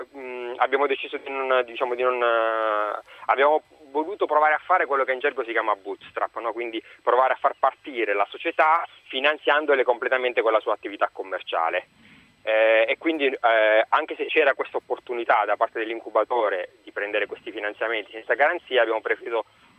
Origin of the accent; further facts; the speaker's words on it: Abruzzo, Italy; Io sono abruzzese.